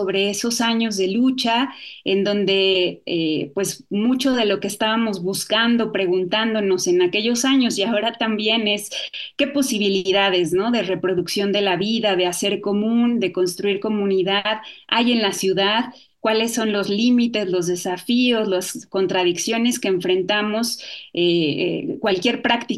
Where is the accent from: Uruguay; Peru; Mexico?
Mexico; Mexico City; born there; now in Cholula, Mexico; Y yo vivo en Puebla, en Cholula. Nací en la Ciudad de México y hace aproximadamente 8 años que ya vivo acá. Primero llegué a la Ciudad de Puebla y después ya me mudé con mi familia aquí a Cholula